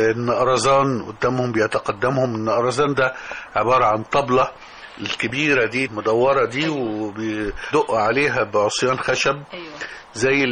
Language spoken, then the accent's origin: Arabic; Damanhur, Beheira, Egypt; كل دي أحياء موجودة في دمنهور، وأنا كنت من شبرا بالمناسبة. فاتولدت في هذا الجو